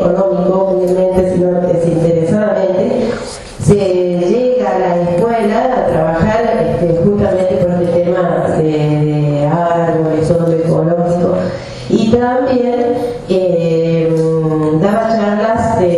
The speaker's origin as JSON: {"language": "Spanish", "town": "Cruz del Eje", "region": "Córdoba", "country": "Argentina", "said": "Yo soy de Cruz del Eje, tal vez me conozcan varios acá."}